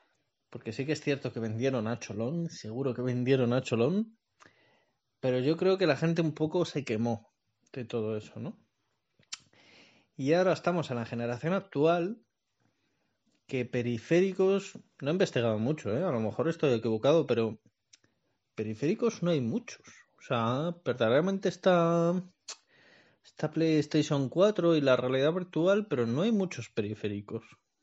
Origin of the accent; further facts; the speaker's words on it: Madrid, Community of Madrid, Spain; soy de Madrid